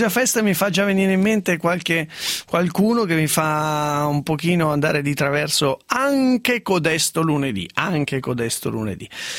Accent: Piedmont, Italy; Io che sono una piemontese riservata anche sulle disgrazie

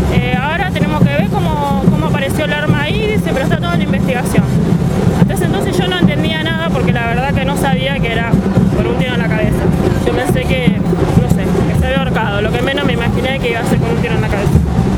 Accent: Villa Gobernador Gálvez, Santa Fe, Argentina; pues yo soy de Villa Gobernador Galvez, no de Rosario, Villa Gobernador Galvez.

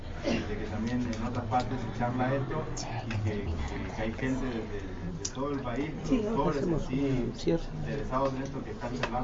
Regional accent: Misiones, Argentina; soy integrante del movimiento semillero de Misiones, vengo de Misiones, soy en Esmaela, hoy día estamos trabajando en Esmaela.

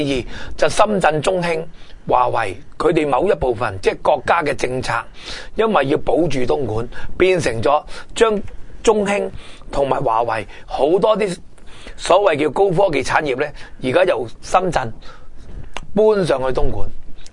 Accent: Hong Kong; 我哋香港人可以留意一下大陆嘅其中一部分

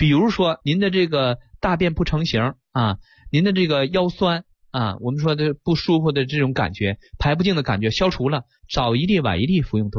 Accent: China; 这是我们中国人几千年来总结的

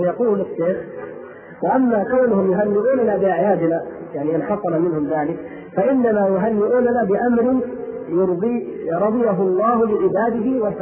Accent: Mecca, Makkah Province, Saudi Arabia; بلادي مكة والحمد لله بجوارها

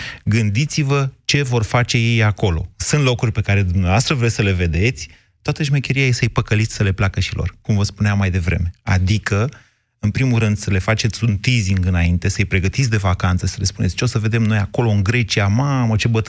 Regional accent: Drobeta-Turnu Severin, Mehedinți County, Romania; Deci noi severinenii, cei care venim din cel mai, cum să zic eu, de la cea mai dulce climă a României, că acolo nici iarna nu e foarte frig, nici vara nu e foarte cald

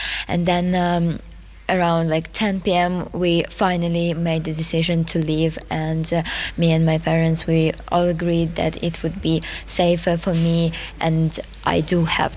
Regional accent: Kropyvnytskyi, Kirovohrad Oblast, Ukraine; They are in my hometown, Koropivnitsky, and my dad is working and my mom is helping.

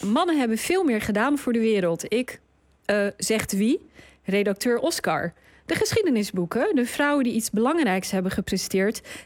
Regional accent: Rotterdam, South Holland, Netherlands; Oké, ik ben opgegroeid in Rotterdam, dus daar beginnen we.

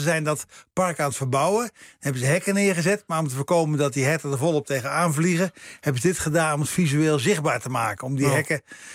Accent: Veenendaal, Utrecht, Netherlands; Ja, Veenendaal. Een beetje het oosten, maar niet echt super oost.

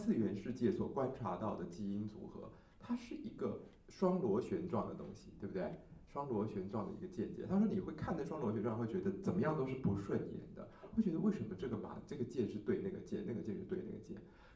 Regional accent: Taiwan; 我们台湾人的说法说比较有 feel

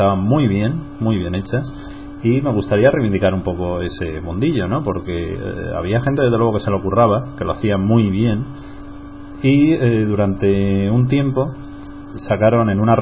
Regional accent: Alicante, Valencian Community, Spain; yo soy de Alicante

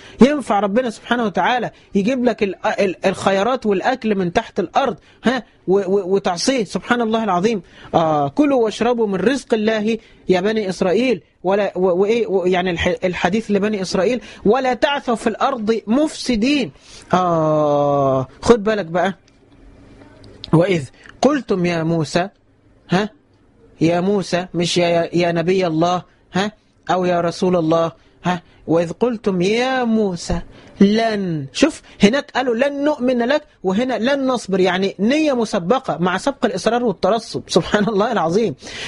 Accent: Egypt; هل المقصود بها مصر اللي هي مصرنا بلدنا مصر

